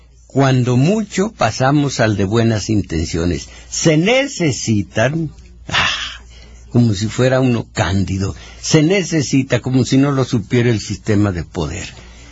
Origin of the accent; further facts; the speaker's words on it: Mexico; Yo no estoy orgulloso de ser mexicano.